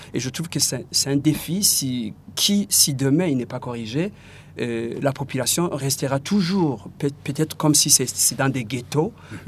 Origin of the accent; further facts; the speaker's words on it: Burundi; les partis politiques chez nous au Burundi sont devenus des machines pour conquérir le pouvoir.